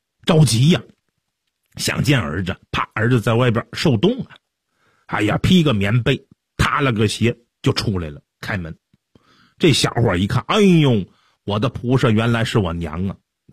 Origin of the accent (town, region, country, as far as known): China